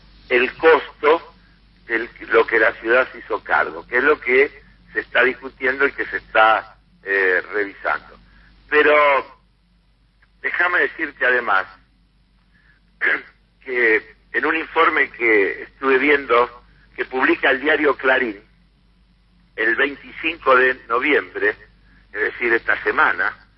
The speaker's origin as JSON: {"language": "Spanish", "region": "Buenos Aires", "country": "Argentina", "said": "reprocharme que yo como porteño tenía que defender a la ciudad."}